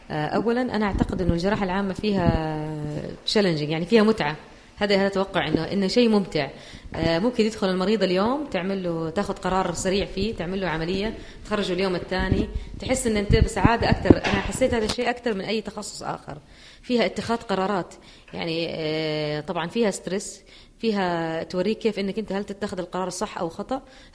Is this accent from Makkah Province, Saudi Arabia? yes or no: yes; Jeddah, Makkah Province, Saudi Arabia; طبعا عشان عندنا في جدة ما هو موجود لكن في الرياض